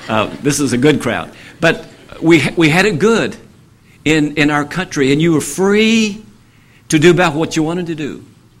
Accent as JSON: {"language": "English", "town": "Winchester", "region": "Kentucky", "country": "United States", "tie": "born or raised there", "said": "I remember, I tell people, I owned Winchester, Kentucky, my hometown."}